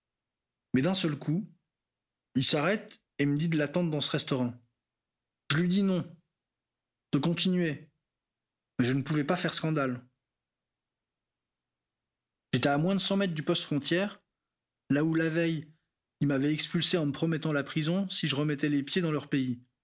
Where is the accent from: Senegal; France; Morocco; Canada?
Senegal; Il faut savoir qu'en tant que Sénégalais, j'ai le droit de circuler dans toute l'Afrique de l'Ouest, et ce sans visa.